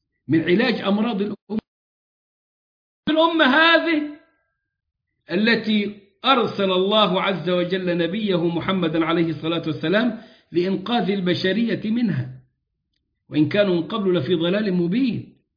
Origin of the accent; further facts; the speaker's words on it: Egypt; وكنت قد جعلت ذلك سلسلة دروس في بلدنا مصر، مصر العزيزة على قلوبنا